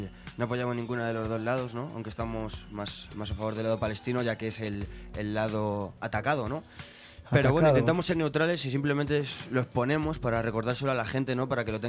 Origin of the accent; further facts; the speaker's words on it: Madrid, Community of Madrid, Spain; es un colectivo de gente de Madrid, somos todos chicos de Madrid, ¿no?